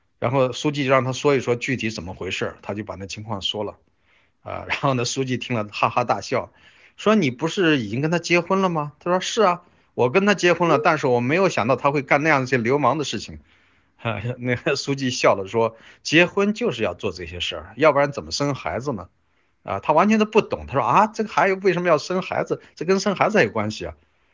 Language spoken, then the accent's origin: Chinese; China; 我觉得我们中国人绝大多数中国人其实对性的知识是非常贫乏的